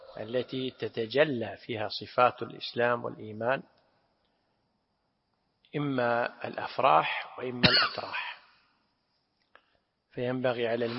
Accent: Kuwait; أنا أدركت بعض القبائل عندنا في الكويت في الثمانينات

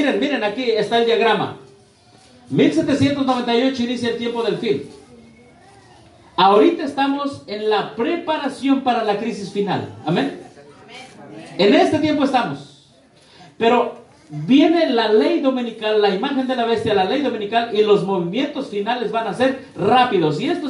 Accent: Tlahuelilpan, Hidalgo, Mexico; ¿Qué pasó allá en mi pueblo? ¿En Hidalgo? ¿En Tlahuelilpan?

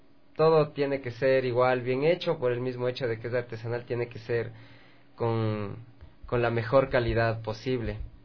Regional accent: Quito, Pichincha, Ecuador; born there; Claro, o sea, yo nací aquí en Quito. Por parte de mi papá, mi familia es lojana.

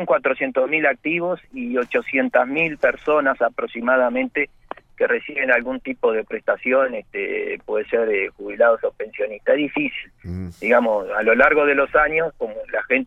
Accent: Uruguay; somos todos los uruguayos a través de nuestros aportes

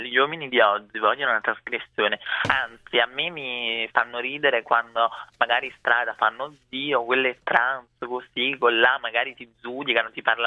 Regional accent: Brazil; sono brasiliana

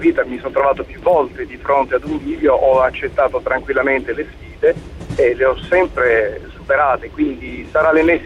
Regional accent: Apulia, Italy; Beh, sono pugliese.

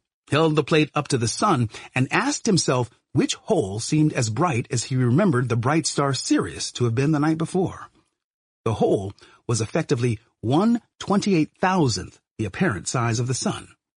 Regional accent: Brooklyn, New York, United States; humans answered the question that had so excited me as a boy growing up in Brooklyn.

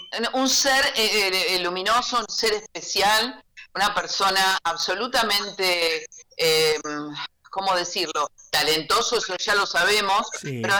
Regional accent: Buenos Aires, Argentina; Yo soy de Boca, porque yo nací en un barrio porteño.

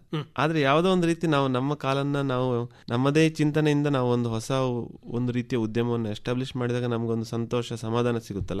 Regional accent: Karnataka, India; ನಾನು ಕೃಷಿ ಭೂಮಿಯಲ್ಲೇ ಹುಟ್ಟಿ ಬೆಳೆದವನು. ನಮ್ಮ ದಕ್ಷಿಣ ಕನ್ನಡದಲ್ಲಿ ನಿಮ್ಗೆ ಗೊತ್ತಿರೋ ಹಾಗೆ ನಾವು ಕೃಷಿ ಭೂಮಿಯಲ್ಲೇ ನೆಲೆಸಿರ್ತೀವಲ್ಲ

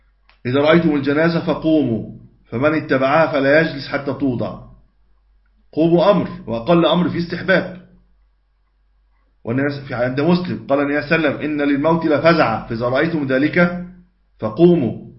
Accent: Egypt; ودي موجودة طبعا عندنا في مصر

